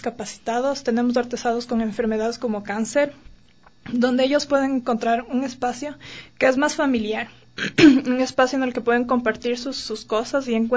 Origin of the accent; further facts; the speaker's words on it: Ecuador; nosotros reflejamos lo que somos como ecuatorianos